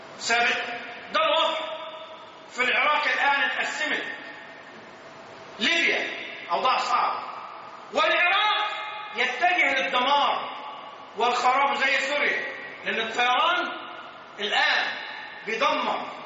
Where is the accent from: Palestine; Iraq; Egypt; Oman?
Egypt; الأحوال في بلدنا مصر في غاية الصعوبة، في قمة الصعوبة